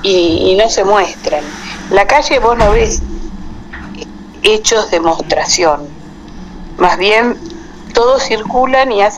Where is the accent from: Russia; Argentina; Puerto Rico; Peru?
Argentina; Y yo soy argentina, ¿viste?